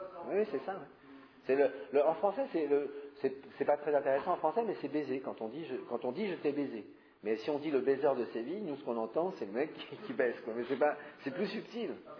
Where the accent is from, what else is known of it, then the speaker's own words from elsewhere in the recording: France; Je suis français.